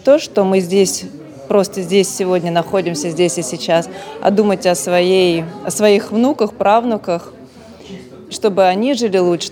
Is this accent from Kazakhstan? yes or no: no; Moscow, Russia; Я из Москвы. Родилась в Москве, живу в этом городе.